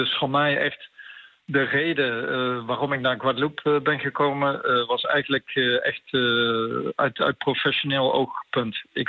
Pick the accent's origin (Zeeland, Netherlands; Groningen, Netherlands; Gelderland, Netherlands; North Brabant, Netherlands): North Brabant, Netherlands; ik ben echt een Brabander uit het zuiden van Nederland.